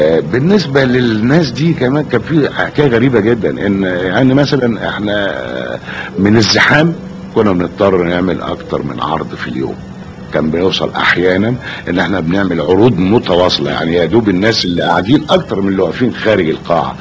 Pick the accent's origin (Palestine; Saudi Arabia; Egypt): Egypt; يعرفوا ان انا من مصر، يعني بلا بدون ما اقدم نفسي